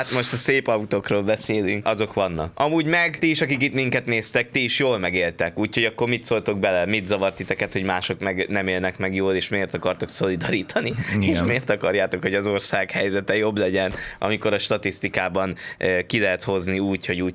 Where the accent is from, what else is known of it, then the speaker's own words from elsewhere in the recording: Esztergom, Komárom-Esztergom, Hungary; mondtam, hogy én amúgy esztergomi vagyok